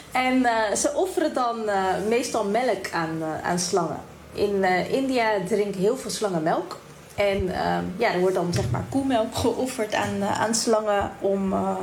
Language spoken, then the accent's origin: Dutch; The Hague, South Holland, Netherlands; Ik ben geboren en opgegroeid in Den Haag.